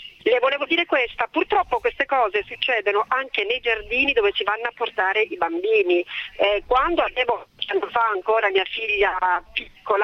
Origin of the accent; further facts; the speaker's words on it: Catania, Sicily, Italy; now in Florence, Italy; quando ero ragazzina, stavo ancora a Catania, tra l'altro, ora abito a Firenze.